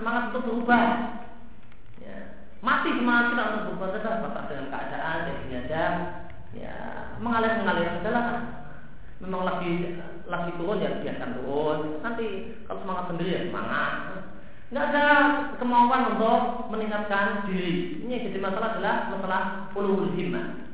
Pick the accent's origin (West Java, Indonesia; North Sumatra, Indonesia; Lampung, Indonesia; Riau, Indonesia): Lampung, Indonesia; tempat saya dulu waktu kecil di Lampung